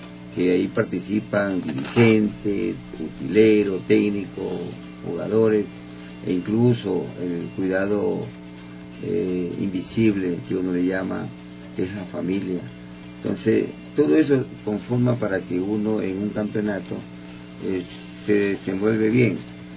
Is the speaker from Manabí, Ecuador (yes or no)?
yes; Manta, Manabí, Ecuador; yo soy de Manta, Manabí. Me inicié estuve jugando en Manta